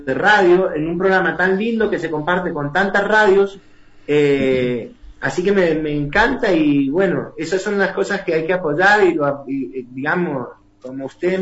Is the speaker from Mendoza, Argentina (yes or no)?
yes; Las Catitas, Mendoza, Argentina; los recuerdos míos en mi niñez en las Catitas. Ajá. ¿No es cierto? Mi niñez en el campo.